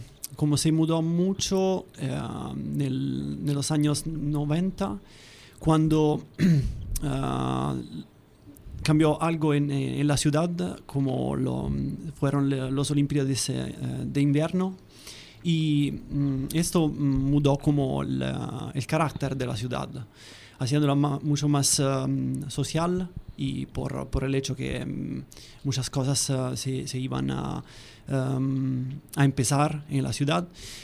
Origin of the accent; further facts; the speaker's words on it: Viterbo, Lazio, Italy; Spanish is a second language; now in Turin, Italy; yo soy de Viterbo, que es una pequeña ciudad al norte de Roma, hace como 100 kilómetros de Roma. Pero trabajo en Torino, en una ciudad que está en el norte, y estoy ahí hace como 10 años.